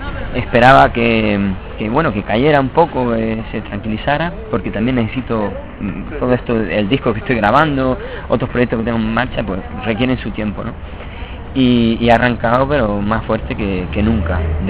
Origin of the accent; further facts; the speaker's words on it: Las Palmas de Gran Canaria, Canary Islands, Spain; Yo soy nacido en Las Palmas de Gran Canaria. Mi padre era malagueño, mi madre de Las Palmas de Gran Canaria también. Yo soy del barrio de Arenales.